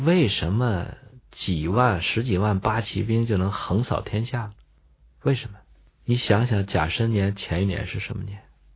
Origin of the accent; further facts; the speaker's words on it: China; 所以这个甲子是我们中国人的纪年的方法